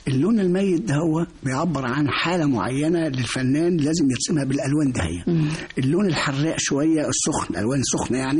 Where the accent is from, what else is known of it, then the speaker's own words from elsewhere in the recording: Minya, Minya Governorate, Egypt; في يوم من الأيام عندنا في المنيا